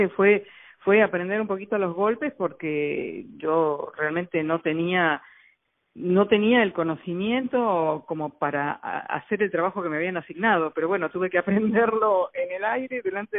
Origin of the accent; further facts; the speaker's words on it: Argentina; ayudó en Argentina, de donde yo vengo, a pasar varias leyes de protección a la fauna y la flora nacional